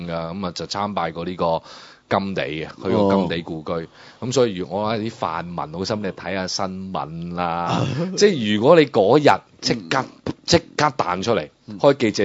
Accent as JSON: {"language": "Cantonese", "region": "Guangdong", "country": "China", "said": "我哋广东人只会讲一回山，两回熟，三回就大结局噶啦"}